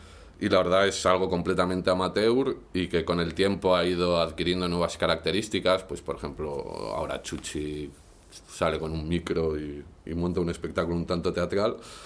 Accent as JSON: {"language": "Spanish", "town": "Salamanca", "region": "Castile and León", "country": "Spain", "said": "Pues somos dos amigos de Salamanca que siempre nos hemos interesado por la música"}